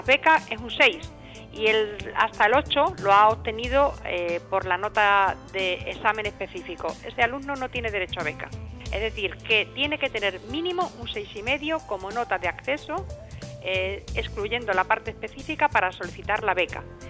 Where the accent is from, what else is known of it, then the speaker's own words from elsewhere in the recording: Extremadura, Spain; la posibilidad que me da la Junta de Extremadura como extremeño